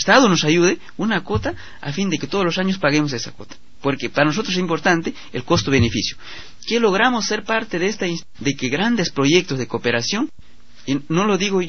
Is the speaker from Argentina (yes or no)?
no; Selva Central, Peru; nosotros en Selva Central, sobre todo de donde soy yo, de la cooperativa de La Florida